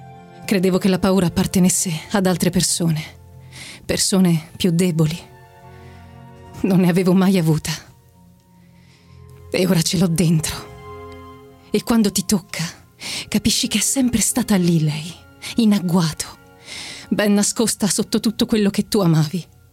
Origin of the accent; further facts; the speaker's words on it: Treviso, Veneto, Italy; now in Rome, Italy; ho 24 anni e vengo da Treviso, però abito a Roma da 3